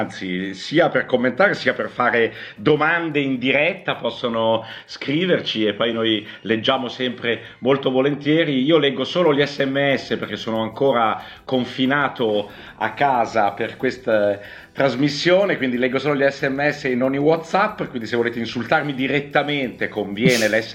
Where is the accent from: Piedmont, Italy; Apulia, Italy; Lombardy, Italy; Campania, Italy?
Lombardy, Italy; Milan; Guarda, da milanese, mentre leggevi questa cosa, io subito mi sono preoccupato